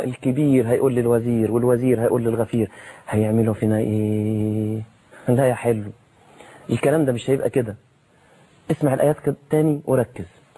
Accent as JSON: {"language": "Arabic", "country": "Egypt", "said": "عندنا في مصر"}